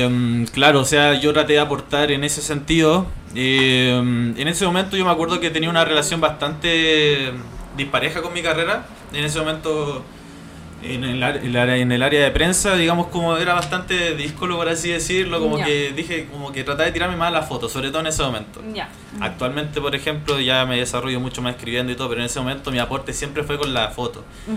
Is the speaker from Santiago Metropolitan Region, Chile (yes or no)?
yes; Puente Alto, Santiago Metropolitan Region, Chile; Yo soy hijo de Puente, o soy de acá